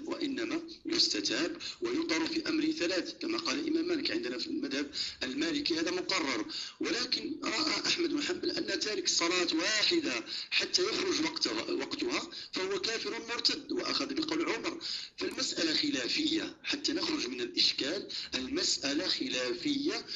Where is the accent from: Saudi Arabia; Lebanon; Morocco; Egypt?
Morocco; عندنا في المغرب